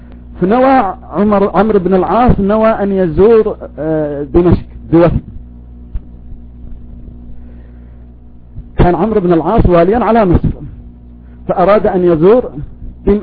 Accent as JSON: {"language": "Arabic", "country": "Yemen", "said": "صار يعلق ساحبه ويعدمه في الخشبة عندنا في اليمن"}